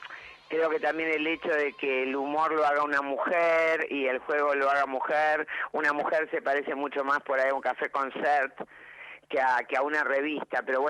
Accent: Buenos Aires, Argentina; also born or lived in Vienna, Austria; Sé que caí a los 3 años cuando volví de Europa, nací en Viena, y el primer lugar que pisé fue el Teatro Maipo.

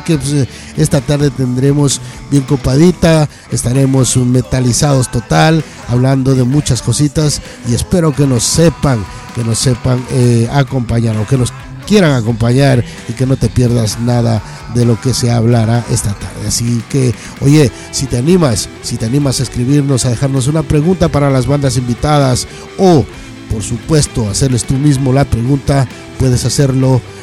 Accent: Guayaquil, Guayas, Ecuador; nos vamos hasta Guayaquil. Oye, qué grande mi tierra. Cómo no, pues tenemos también metal latinoamericano, metal patrio, como es mi patria querida, amarillo, azul y rojo.

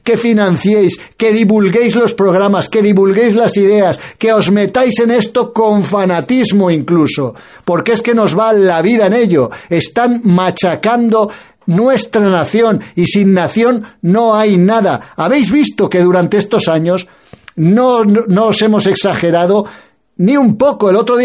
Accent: Spain; aquellos españoles que empezamos a tener conciencia clara de que somos españoles y de que España hay que defenderla

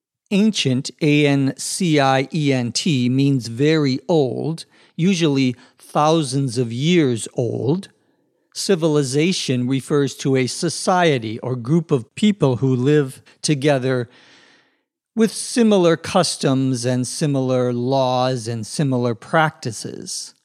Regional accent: Minnesota, United States; including the Native American civilizations in the area where I grew up in Minnesota, where you can still see burial mounds from the ancient American Indian civilizations.

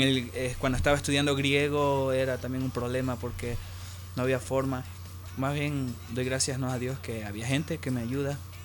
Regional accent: Trinidad, Beni, Bolivia; porque yo soy de Trinidad, y en Trinidad algo, todo el mundo tiene moto, ¿no?

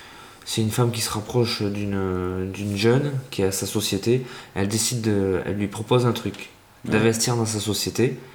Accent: France; Ouais, on dit Cooked, moi. Cooked. Je suis français.

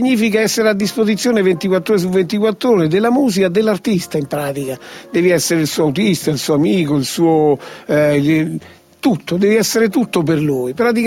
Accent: Rome, Lazio, Italy; Io praticamente vengo da Centocelle, Quarticciolo, dove mi sono dovuto inventare giorno per giorno la quotidianità.

